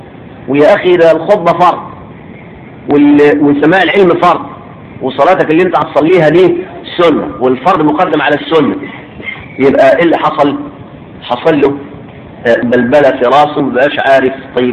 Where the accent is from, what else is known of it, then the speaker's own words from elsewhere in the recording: Egypt; في بلدنا مصر على الاقل انهم يعرفون ولا يفقهون